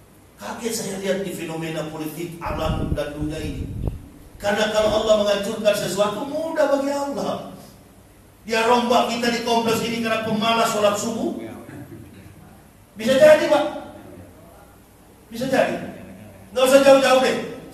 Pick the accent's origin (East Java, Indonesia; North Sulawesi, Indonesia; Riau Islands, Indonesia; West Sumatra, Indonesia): North Sulawesi, Indonesia; Manado; born there; Manado tempat kelahiran saya nggak pernah tuh datang tsunami.